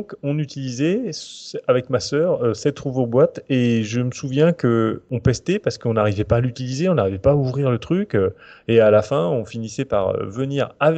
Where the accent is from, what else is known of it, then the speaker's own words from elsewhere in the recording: Normandy, France; Alors, bon, je viens de Normandie.